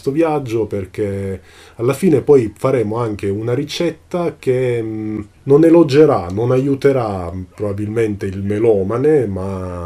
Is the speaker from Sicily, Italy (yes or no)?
yes; Catania, Sicily, Italy; voglio insistere sul fatto che sono catanese